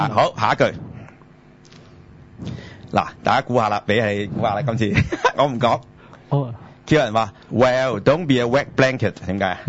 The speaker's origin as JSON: {"language": "Cantonese", "region": "Guangdong", "country": "China", "said": "就係我哋廣東人呢好傳神"}